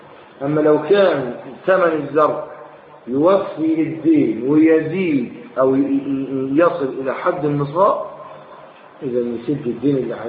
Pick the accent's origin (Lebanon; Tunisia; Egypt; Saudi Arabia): Egypt; لكن في بلح عندنا في مصر لا يتحول تمرا